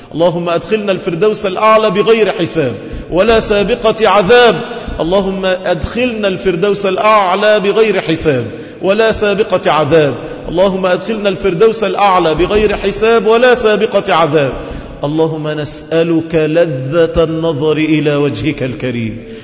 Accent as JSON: {"language": "Arabic", "country": "Egypt", "said": "سلم لنا بلدنا مصر. اللهم أمنا في بلدنا مصر، اللهم اجعلها بلد رخاء"}